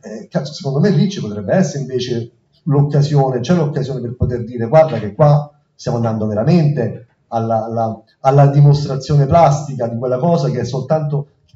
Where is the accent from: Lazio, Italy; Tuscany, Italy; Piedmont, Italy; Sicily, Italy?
Lazio, Italy; Rome; io sono romano, mi sono reso conto che effettivamente il rapporto con le istituzioni ha un senso, cioè non è come nel Lazio